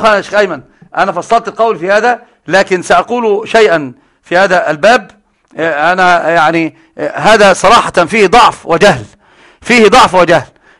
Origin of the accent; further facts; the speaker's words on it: Upper Egypt, Egypt; زي صعيدة اللي عندنا، أنا صعيدي أيضا